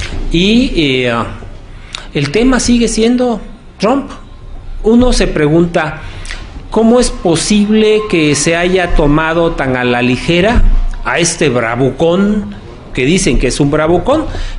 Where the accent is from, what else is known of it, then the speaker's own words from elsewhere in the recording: Mexico; hemos como mexicanos, como gobierno mexicano, subestimado la capacidad de Donald Trump